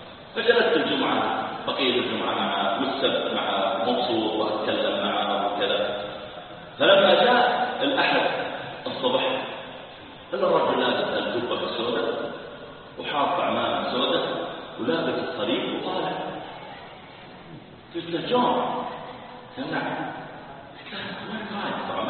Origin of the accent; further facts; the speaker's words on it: Saudi Arabia; قلت انا ترى تصديق كبير عندنا في السعوديه